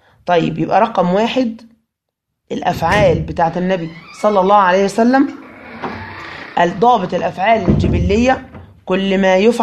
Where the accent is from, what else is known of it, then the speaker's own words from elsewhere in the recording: Egypt; إحنا عندنا في مصر ما عندناش الشكل ده في اللبس. إحنا في مصر ما بنلبسش إزار ورداء